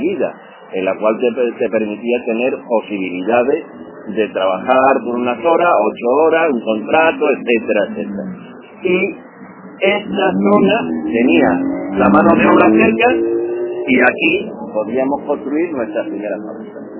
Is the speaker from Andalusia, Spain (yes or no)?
yes; Seville, Andalusia, Spain; por lo menos a los que soy de Sevilla.